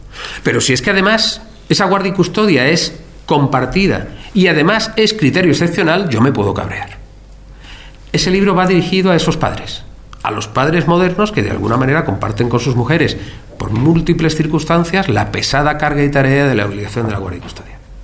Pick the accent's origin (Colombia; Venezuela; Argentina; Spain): Spain; Archidona, Andalusia; Mire usted, yo soy de Archidona, aquí tienen ustedes un juzgado.